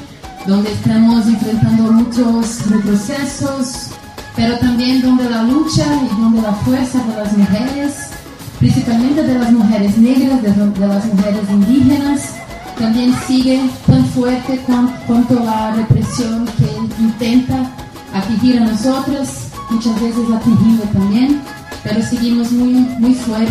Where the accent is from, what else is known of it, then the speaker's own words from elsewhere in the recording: Brazil; Yo vengo de Brasil